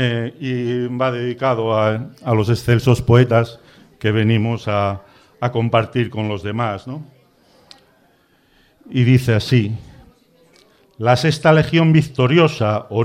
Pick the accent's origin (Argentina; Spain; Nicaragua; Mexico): Spain; Avilés, Asturias; Bueno, venimos de Avilés y voy a...